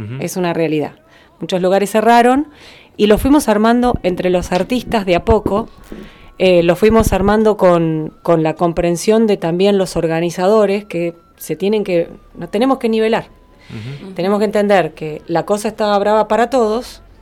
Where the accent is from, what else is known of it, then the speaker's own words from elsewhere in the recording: Buenos Aires, Argentina; Yo vengo de Buenos Aires.